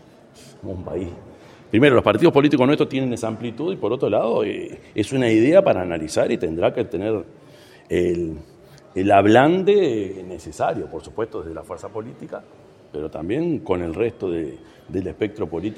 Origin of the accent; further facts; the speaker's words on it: Uruguay; Yo soy el presidente de Uruguay